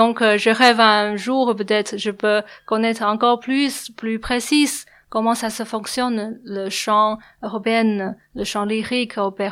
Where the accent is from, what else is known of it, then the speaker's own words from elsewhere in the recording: China; French is a second language; comme je suis chinoise, je parle souvent en chinoise